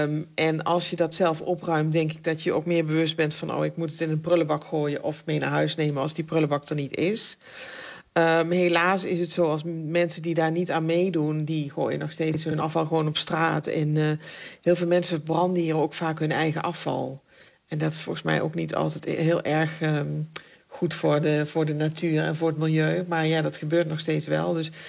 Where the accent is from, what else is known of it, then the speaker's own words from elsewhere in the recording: Netherlands; Ik kom natuurlijk uit Nederland en dat is dan, noem ik altijd gekscherend, een concrete jungle.